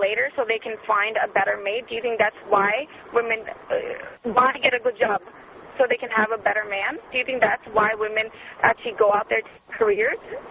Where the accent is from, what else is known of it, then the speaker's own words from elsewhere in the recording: Seattle, Washington, United States; He's from England, and I'm from Seattle.